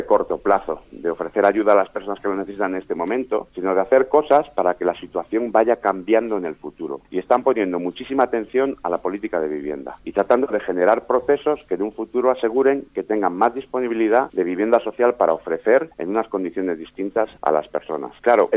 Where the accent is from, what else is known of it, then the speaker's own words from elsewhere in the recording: Madrid, Community of Madrid, Spain; born there; Yo que nací en Madrid, pero que … que es un apellido muy catalán, y con esa mezcla que tengo